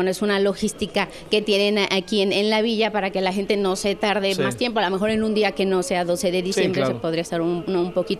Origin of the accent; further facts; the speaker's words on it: Mexico; seguimos siendo los mismos mexicanos, la misma cantidad de personas